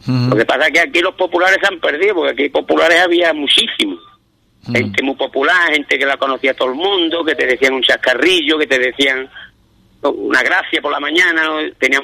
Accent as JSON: {"language": "Spanish", "town": "Ubrique", "region": "Andalusia", "country": "Spain", "said": "yo llevo Ubrique por delante, porque yo me siento ubriqueño como el que más"}